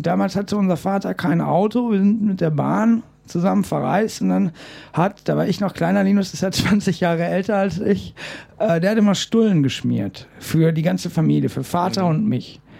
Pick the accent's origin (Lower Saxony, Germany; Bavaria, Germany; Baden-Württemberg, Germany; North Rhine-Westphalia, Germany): North Rhine-Westphalia, Germany; Bochum; born there; also born or lived in Aachen / Goch / Köln; Ich bin geboren in Bochum, bin dann nach Aachen gezogen, dann bin ich nach Goch gezogen, ich bin dann weitergezogen.